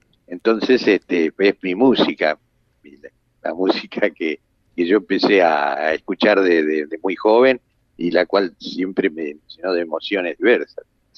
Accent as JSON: {"language": "Spanish", "town": "La Plata", "region": "Buenos Aires Province", "country": "Argentina", "tie": "born or raised there", "said": "Yo nací en Buenos Aires, pero vivo desde niño en La Plata."}